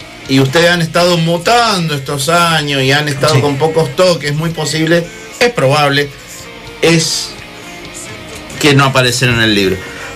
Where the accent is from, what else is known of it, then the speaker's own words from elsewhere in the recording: Mendoza, Argentina; Somos mendocinos y los mendocinos tenemos una cultura de que es para allá.